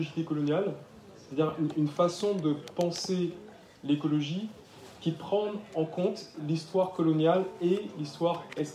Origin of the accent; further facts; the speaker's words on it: Martinique, France; Quand j'ai grandi en Martinique, j'avais les deux intérêts qui étaient pour moi, que je n'arrivais pas encore à lier.